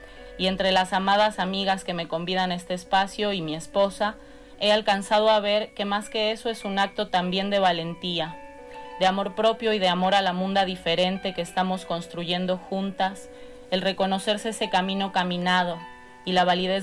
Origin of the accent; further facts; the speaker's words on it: Argentina; also born or lived in Mexico; Soy argentina y mexicana.